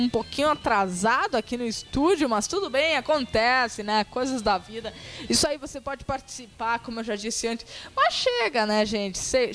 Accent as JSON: {"language": "Portuguese", "region": "Rio Grande do Sul", "country": "Brazil", "tie": "born there", "said": "nascemos no Rio Grande do Sul, temos que curtir isso"}